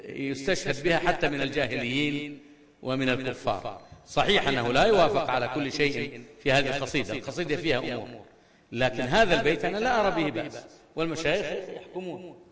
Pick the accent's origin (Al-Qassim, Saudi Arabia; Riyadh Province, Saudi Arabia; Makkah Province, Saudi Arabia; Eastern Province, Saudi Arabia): Riyadh Province, Saudi Arabia; Al-Kharj; فهناك من قتل أمة عندنا في الرياض في الخرج